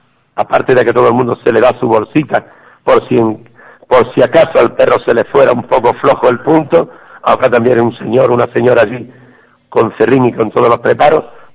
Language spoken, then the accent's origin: Spanish; Ubrique, Andalusia, Spain; Cómo no, se celebra en mi pueblo, y yo me considero el primer ubriqueño.